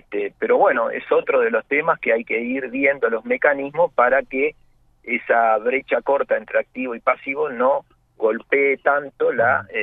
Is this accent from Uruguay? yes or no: yes; Uruguay; somos todos los uruguayos a través de nuestros aportes